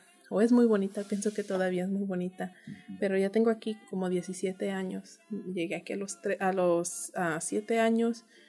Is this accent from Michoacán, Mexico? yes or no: yes; La Plaza de Limón, Michoacán, Mexico; pero vengo de Michoacán, en un pueblito que se llama la Plaza de Limón, Michoacán, México. Es este municipio de Iztalán.